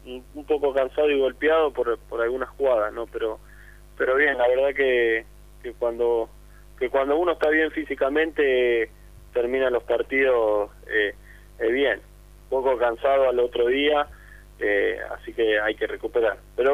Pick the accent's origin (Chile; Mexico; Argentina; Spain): Argentina; Avellaneda, Buenos Aires Province; No, yo nací en Avellaneda y viví desde chiquito en Avellaneda.